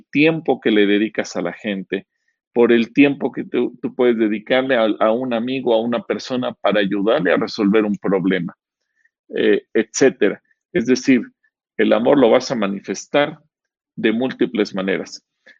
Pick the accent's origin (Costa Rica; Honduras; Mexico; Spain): Mexico; todos tenemos el concepto de nuestra propia cultura como mexicanos